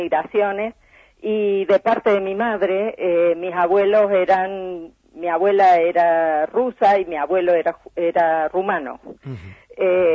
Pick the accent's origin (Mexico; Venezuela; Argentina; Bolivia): Argentina; pero a la sociedad argentina también, sobre todas las cosas, porque somos argentinos.